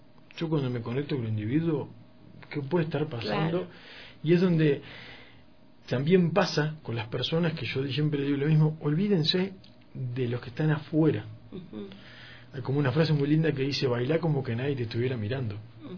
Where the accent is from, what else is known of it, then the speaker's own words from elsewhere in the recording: Uruguay; yo como uruguayo tomo mate